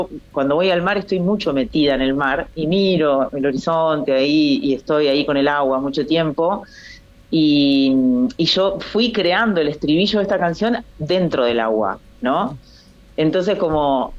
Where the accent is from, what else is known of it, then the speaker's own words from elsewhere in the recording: Guatimosín, Córdoba, Argentina; Estoy en Córdoba, sí, en la provincia de Córdoba, en un pueblito que es mi pueblo natal, que sí. Se llama Guatimosín, bien al sur de la provincia de Córdoba.